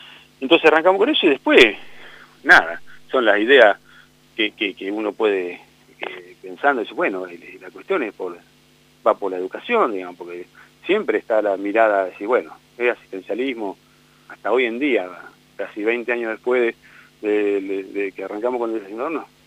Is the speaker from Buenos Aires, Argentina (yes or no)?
yes; Buenos Aires, Argentina; yo vengo de afuera, vengo de la provincia de Buenos Aires, entonces no conocía los barrios mucho de la ciudad